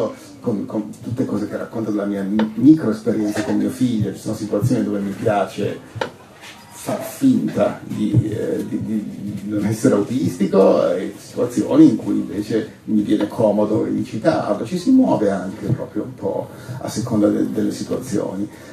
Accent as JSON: {"language": "Italian", "town": "Turin", "region": "Piedmont", "country": "Italy", "said": "io vengo da Torino"}